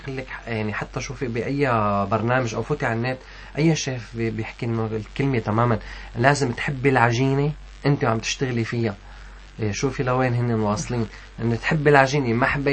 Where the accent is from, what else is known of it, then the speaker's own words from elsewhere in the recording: Syria; ما أنا لبناني بصراحة هي سورية بس نحن عنا كتير من الأكلات